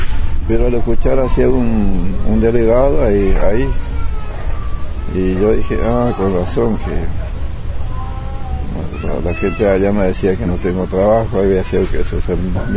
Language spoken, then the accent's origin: Spanish; Chaco, Argentina; moved away; Y yo me vine de Chaco desde 54. Era jovencito todavía.